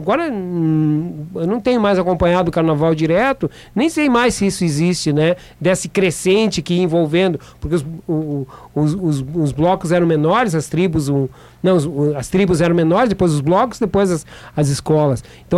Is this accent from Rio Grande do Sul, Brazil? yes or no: yes; Uruguaiana, Rio Grande do Sul, Brazil; na minha infância lá em Uruguaiana, né?